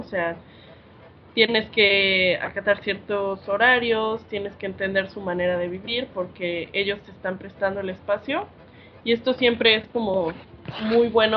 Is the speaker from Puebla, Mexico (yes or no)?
yes; Puebla, Mexico; yo vengo de la ciudad de Puebla, ¿no? Siempre cuento como mi experiencia porque creo que es algo muy importante venir del centro de una ciudad